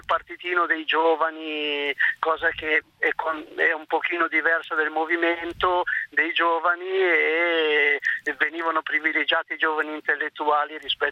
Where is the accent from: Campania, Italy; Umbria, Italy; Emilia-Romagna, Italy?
Emilia-Romagna, Italy; Bologna; Ma io sono di Bologna